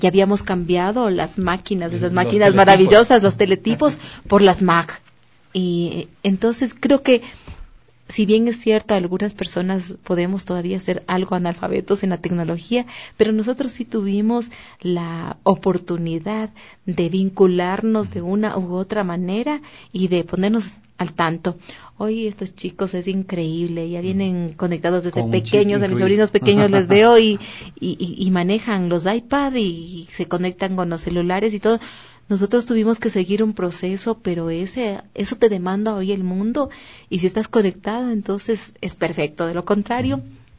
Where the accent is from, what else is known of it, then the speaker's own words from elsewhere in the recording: Ecuador; Y resulta que a veces te da dolor porque vas y te dicen, ¿de dónde eres? De Ecuador. ¿Y dónde es eso? ¿Qué es eso?